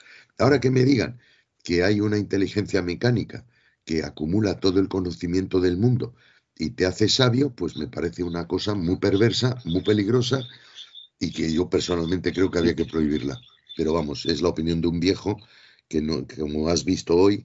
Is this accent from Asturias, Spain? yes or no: no; Madrid, Community of Madrid, Spain; Me había puesto a nacer en Almería cuando yo soy de Madrid.